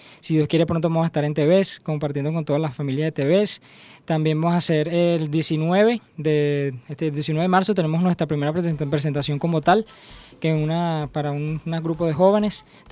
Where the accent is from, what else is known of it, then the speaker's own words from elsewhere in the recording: Guatire, Miranda, Venezuela; born there; Bueno, yo nací en Guatire